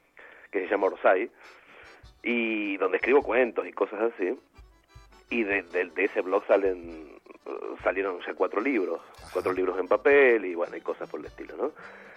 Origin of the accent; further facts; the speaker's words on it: Argentina; moved away as an adult; A las 30, o sea, justamente hace 10 años, me fui de Argentina para siempre